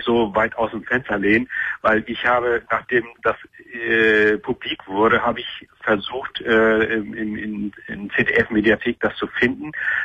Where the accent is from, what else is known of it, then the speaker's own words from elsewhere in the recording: Turkey; now in Germany; ich komme aus der Gegend, wo das so ein bisschen im letzten Sommer eskaliert ist, gegenüber der Insel Lesbos. Da komme ich her